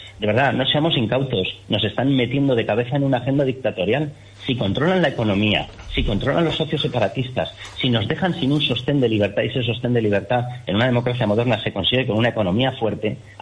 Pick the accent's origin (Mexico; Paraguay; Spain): Spain; Asturias; born there; also born or lived in Basque Country / Navarre / La Rioja; now in Madrid, Spain; yo en mi caso nací en Asturias, luego pues acabé en el País Vasco, del País Vasco a Navarra, después de topar con ETA como tantísima gente, de allí pues vuelta a, bueno, con intervalo en La Rioja y de ahí vuelta a Madrid.